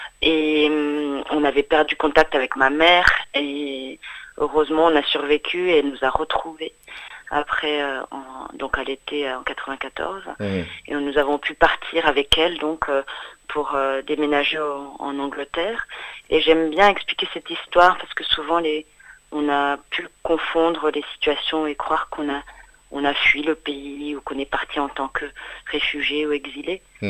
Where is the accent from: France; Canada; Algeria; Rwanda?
Rwanda; moved away; also born or lived in England; Moi, je suis partie du Rwanda à l'été 94.